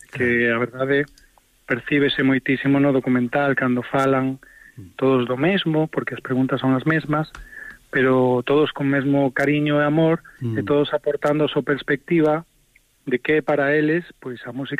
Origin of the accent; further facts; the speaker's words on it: A Coruña, Galicia, Spain; eu son de Coruña